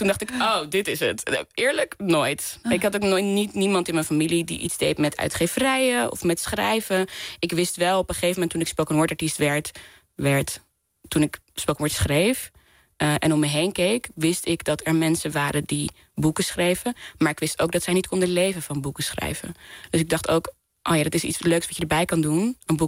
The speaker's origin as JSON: {"language": "Dutch", "country": "Netherlands", "said": "Vooral als Nederlanders, wij geloven allemaal dat we individuen zijn, dat we alles, maakbaarheid en zo, maar eigenlijk is het helemaal niet zo."}